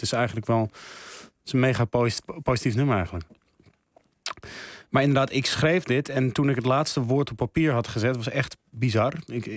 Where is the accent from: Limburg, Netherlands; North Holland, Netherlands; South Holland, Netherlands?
North Holland, Netherlands; Amsterdam; Ja, ik ben een beetje opgegroeid in het Schuim in Amsterdam.